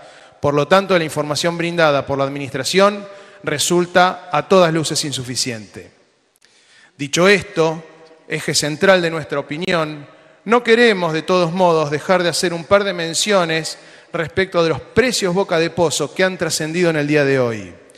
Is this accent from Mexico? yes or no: no; Argentina; lo que nos pertenece como argentinos, nuestro subsuelo, nuestros recursos naturales